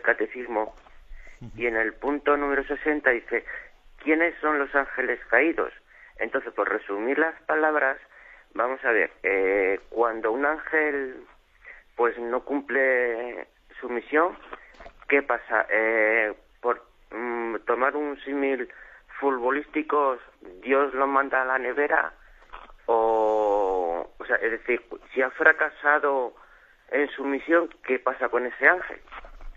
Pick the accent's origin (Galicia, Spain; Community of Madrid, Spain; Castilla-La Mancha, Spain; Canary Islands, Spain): Community of Madrid, Spain; Móstoles; now in Puente Genil, Spain; estoy aquí en Puente Genil, pero soy de Móstoles.